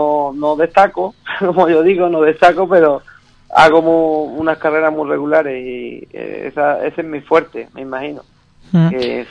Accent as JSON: {"language": "Spanish", "region": "Andalusia", "country": "Spain", "said": "Nos resta como andaluz, pero, o sea, yo he quedado sexto de Andalucía"}